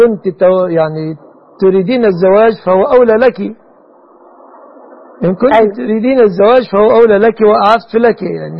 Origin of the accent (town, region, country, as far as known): Egypt